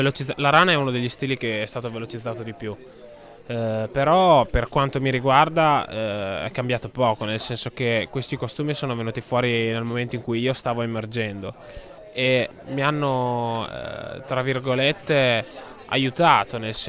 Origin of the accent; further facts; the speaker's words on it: Forlì, Emilia-Romagna, Italy; Io poi sono di Forlì come Dovizioso